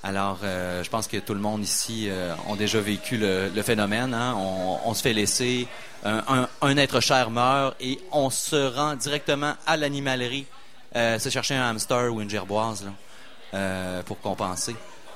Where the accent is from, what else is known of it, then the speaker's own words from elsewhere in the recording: Quebec City, Quebec, Canada; mais je viens de Limoilou. Moi, je suis un gars de Limoilou. J'ai fait mon école à peu près dans un rayon de 300 mètres.